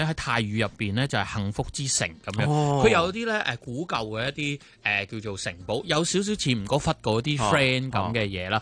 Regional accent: Hong Kong

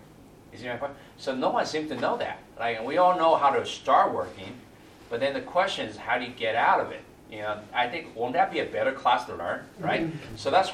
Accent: California, United States; Like, I'm from California, okay, Northern California.

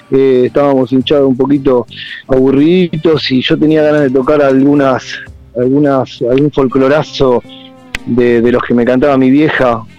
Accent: Ciudad Evita, Buenos Aires Province, Argentina; somos todos de Ciudad Evita, básicamente, ahí para barrios de daños, pero para decirlo más rápido, somos todos de ahí

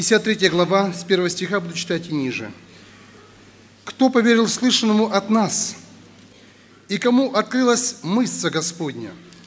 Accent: Lebedyn, Sumy Oblast, Ukraine; Приехал я с Украины, в Сумской области, есть такой город Лебедин.

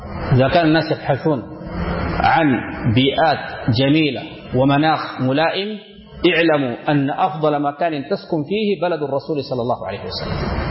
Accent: Sudan; من المشهور عندنا في السودان

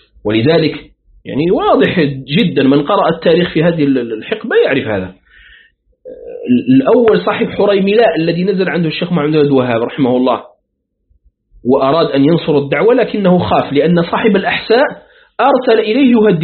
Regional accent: Morocco; باستثناء بلادنا المغرب الأقصى

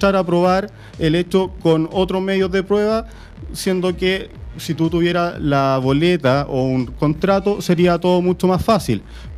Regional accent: Curicó, Maule, Chile; Yo soy de Curicó, por lo tanto me siento muy cómodo acá en Puente Alto.

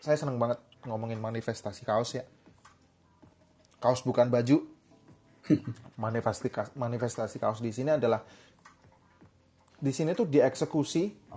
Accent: Yogyakarta, Special Region of Yogyakarta, Indonesia; Makanya bangga lah sebagai orang Jogja.

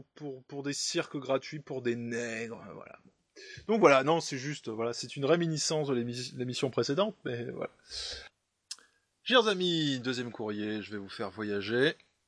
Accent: France; Je viens d'une partie de la France relativement épargnée.

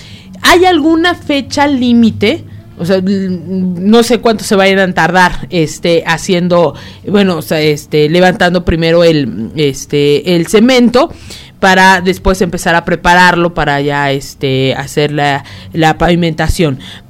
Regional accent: Mexico; como buenos mexicanos, todo lo dejamos hasta el último.

